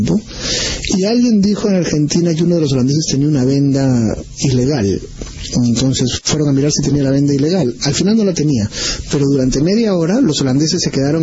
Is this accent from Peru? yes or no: yes; Peru; yo debo confesar como peruano